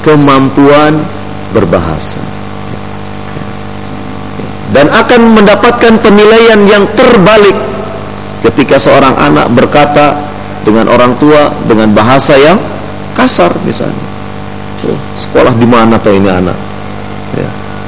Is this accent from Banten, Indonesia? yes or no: no; Cirebon, West Java, Indonesia; Walaupun dari Solo, tapi aslinya saya dari Cirebon.